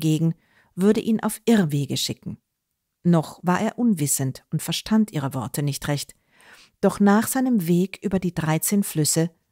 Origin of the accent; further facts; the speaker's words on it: Klosterneuburg, Lower Austria, Austria; die ich gelegentlich in Wien oder meinem Heimatort Klosterneuburg anbiete.